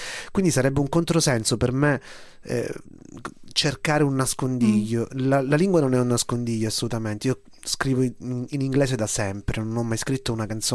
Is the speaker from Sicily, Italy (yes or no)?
yes; Palermo, Sicily, Italy; Sono dell'82, sono nato a Palermo, cresciuto a Palermo, e quindi avevo 10 anni quando a Palermo abbiamo avuto il nostro 11 settembre